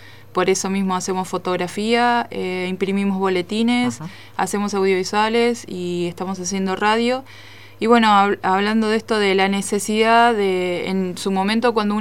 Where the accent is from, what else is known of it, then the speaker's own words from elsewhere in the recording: Río Negro, Argentina; vengo desde la costa del Río Negro y el mar de aquí de la Tierra del Este, usurpada por el Estado argentino